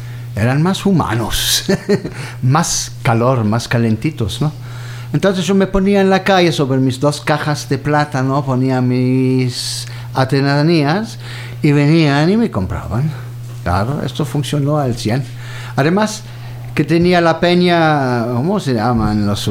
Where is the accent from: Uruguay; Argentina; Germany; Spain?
Germany; Cologne, North Rhine-Westphalia; born there; Spanish is a second language; moved away as an adult; also born or lived in France; yo nací en Colonia, en medio de Alemania.